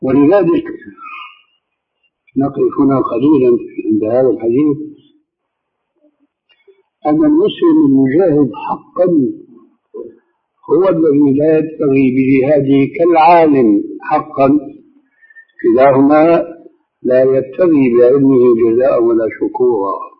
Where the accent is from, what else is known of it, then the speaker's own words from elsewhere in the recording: Syria; كما يقولون عندنا في بلاد الشام وفي سوريا بصورة خاصة